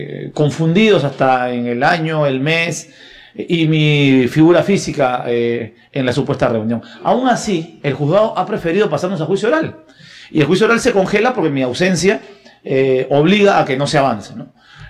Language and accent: Spanish; Peru; tú sabes que dentro de las cosas locas que pasan en mi país, estos testigos sin rostro se fueron a la huelga.